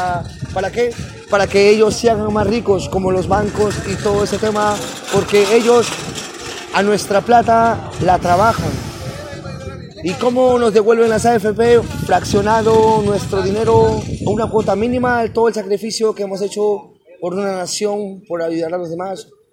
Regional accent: Peru; de Perú, soy un artesano de la calle

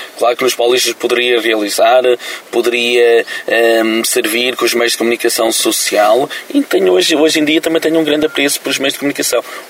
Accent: Cantanhede, Centro, Portugal; born there; Esta é a minha diocese onde eu nasci na Pecoriça, Cantanhede.

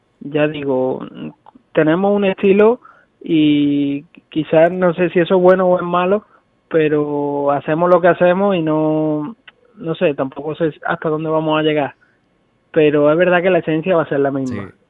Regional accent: La Carlota, Andalusia, Spain; Somos de La Carlota, que es un pueblo de Córdoba.

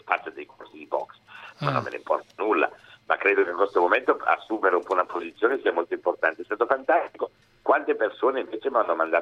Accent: France; Italian is a second language; moved away as an adult; now in Italy; Io sono venuto in Italia a 18 anni da francese

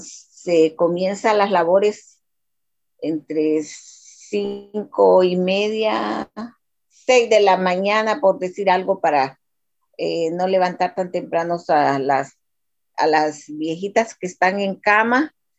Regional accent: Honduras; Yo soy originaria de Honduras.

